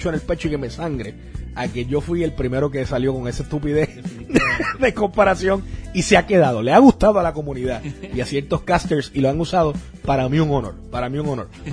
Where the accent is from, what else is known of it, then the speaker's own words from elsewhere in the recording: Puerto Rico; now in United States; Es algo que, como puertorriqueño, te puedo decir que es algo que nos caracteriza en el deporte, pero eventualmente he tenido la oportunidad, ¿verdad?, ahora viviendo en Estados Unidos